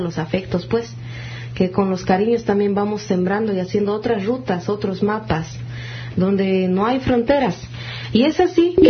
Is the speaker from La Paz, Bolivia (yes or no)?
no; Cochabamba, Bolivia; vengo de Cochabamba, Bolivia